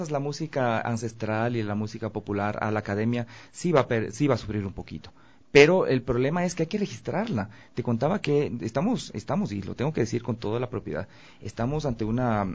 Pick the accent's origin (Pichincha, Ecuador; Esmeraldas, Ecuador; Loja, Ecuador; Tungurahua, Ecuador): Pichincha, Ecuador; Conocoto; born there; Yo nací muy cerca de aquí, en el Valle de los Chillos, en Conocoto. Ah, ahí, en la propia casa mía.